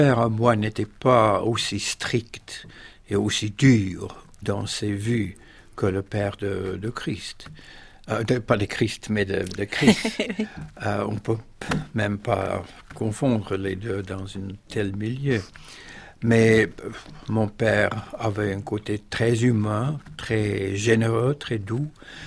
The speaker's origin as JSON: {"language": "French", "country": "South Africa", "said": "première fois de ma vie que j'étais forcé de me rendre compte, non pas seulement de ce qui se passait chez moi en Afrique du Sud"}